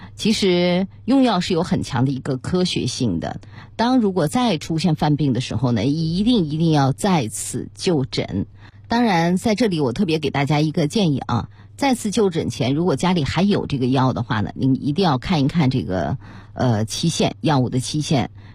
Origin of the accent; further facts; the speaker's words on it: Beijing, China; 我们北京人呢喜欢吃涮火锅